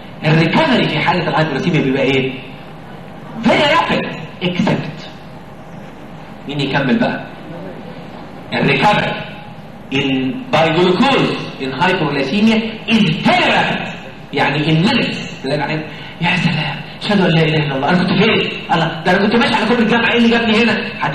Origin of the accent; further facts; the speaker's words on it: Egypt; اهو ده نطع اللي احنا بنترجمها عندنا في مصر انه نطع. هلك المتنطعون. المصريين كلهم كده.